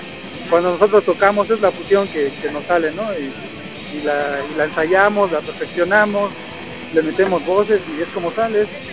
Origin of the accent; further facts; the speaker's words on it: Tlalnepantla, State of Mexico, Mexico; De Tlane, bueno, yo soy de Tlane y ellos son de Aragón. Pero normalmente son nuestros rumbos del norte.